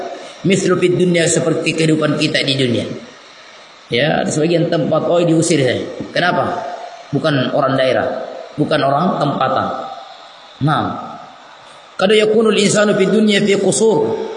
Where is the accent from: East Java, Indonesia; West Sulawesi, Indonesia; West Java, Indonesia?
West Sulawesi, Indonesia; Polewali Mandar; also born or lived in Lakawalisan; Saya lahir di Polmas.